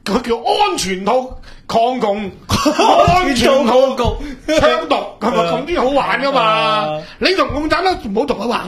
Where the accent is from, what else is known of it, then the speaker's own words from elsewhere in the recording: Hong Kong; 我是香港人。